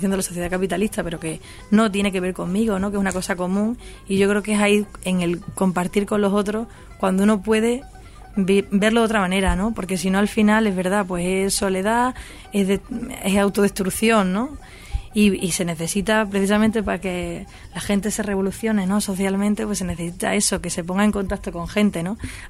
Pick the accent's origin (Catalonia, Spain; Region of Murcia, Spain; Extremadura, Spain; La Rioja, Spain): Extremadura, Spain; now in Madrid, Spain; Yo vengo de Extremadura y aquí en Madrid, pues obviamente no tengo mi círculo al que recurriría más fácilmente